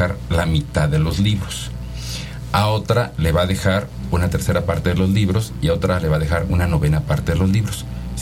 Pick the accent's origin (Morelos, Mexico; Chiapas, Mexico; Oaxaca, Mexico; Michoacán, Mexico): Oaxaca, Mexico; yo ni siquiera soy de Pachuca, yo soy de Oaxaca, de hecho. Estudié en Puebla, en la Universidad de las Américas Puebla, el Instituto de Matemáticas. Después hice mi doctorado en la Universidad de Toronto.